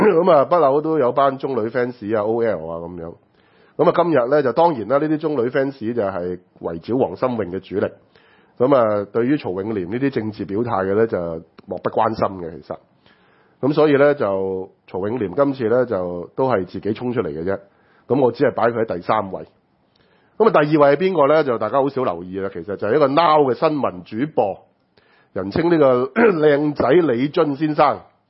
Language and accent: Cantonese; Hong Kong; 我哋香港人理解嘅意思